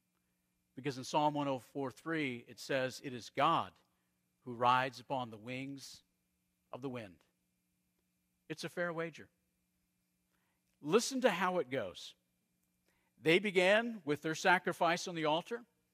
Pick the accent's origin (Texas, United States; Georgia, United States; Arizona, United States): Arizona, United States; I grew up in Arizona. In Arizona, you would look out over the desert